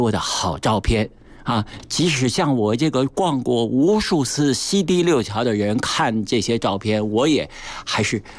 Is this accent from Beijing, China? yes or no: yes; Beijing, China; 是我们北京人的生命之水